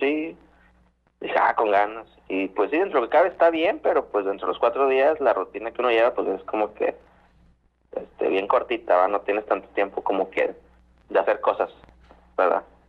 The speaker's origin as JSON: {"language": "Spanish", "town": "Monterrey", "region": "Nuevo León", "country": "Mexico", "said": "De Monterrey, Nuevo León."}